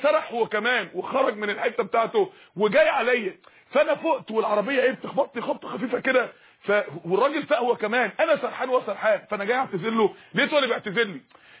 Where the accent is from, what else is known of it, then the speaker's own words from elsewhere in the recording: Mansoura, Dakahlia, Egypt; عندنا اخت في المنصورة، عندنا في المنصورة